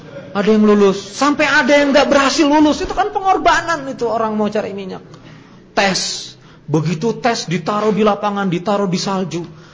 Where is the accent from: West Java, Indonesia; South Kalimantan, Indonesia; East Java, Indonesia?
South Kalimantan, Indonesia; Wah, apalagi saya orang Banjar tuh. Kalau gak asin repot.